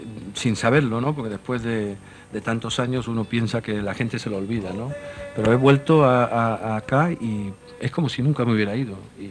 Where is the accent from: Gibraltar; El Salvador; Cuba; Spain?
Gibraltar; also born or lived in London; yo soy nacido en Londres, criado en Gibraltar, Andalucía. La copla la escuché yo de niño